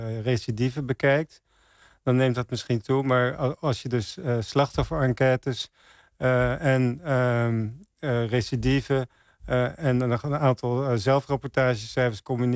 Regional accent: Santpoort, North Holland, Netherlands; Nee, ik kom uit Zandpoort. Het is een heel, tegen Bloemendaal aan.

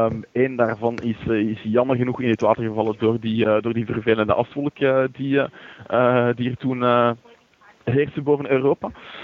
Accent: Belgium; Ik heb namelijk roots in Nederland. Maar ik ben wel geboren en opgegroeid in België.

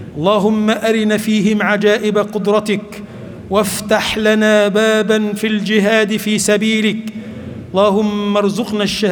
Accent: Egypt; اللهم اجعل بلدنا مصر بلدا آمنا مطمئنا

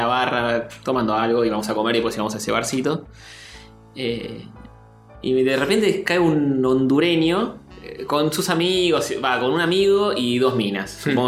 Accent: Argentina; Yo soy argentino

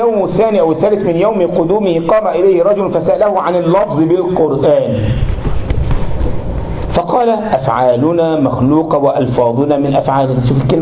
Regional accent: Egypt; احنا عندنا في مصر لما واحد يزعل واحد يقول له ايه يا اخينا

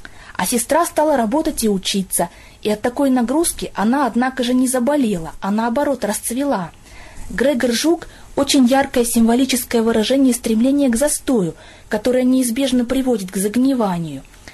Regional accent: Chelyabinsk, Chelyabinsk Oblast, Russia; я из Челябинска.

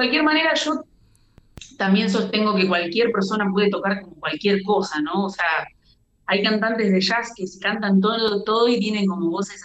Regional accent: Paraná, Entre Ríos, Argentina; also born or lived in Santa Fe / Buenos Aires; Soy un poco de Buenos Aires también, tengo a mis amigos y a mi familia ahí. Digo amigos a la familia musical, ¿no? Y bueno, pero soy paranaense y ahora, un poquito antes de la pandemia, me volví a Paraná

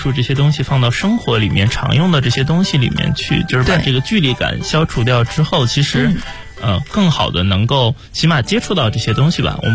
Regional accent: Shijiazhuang, Hebei, China; 我没有跟你说过我老家就是石家庄的

